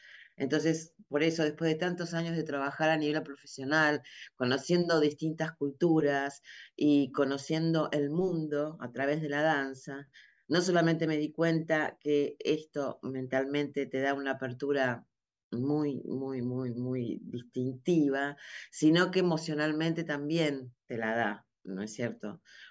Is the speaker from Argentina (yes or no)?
yes; Argentina; Si bien digamos, soy argentina y dentro de la danza es mi cultura